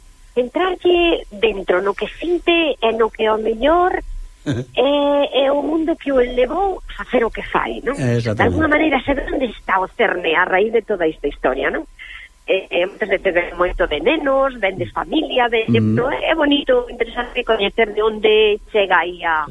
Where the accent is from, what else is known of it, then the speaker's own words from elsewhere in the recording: Galicia, Spain; aquí bañados por o Miño e polo Sil, que eu, sí, además son da Ribeira Sacra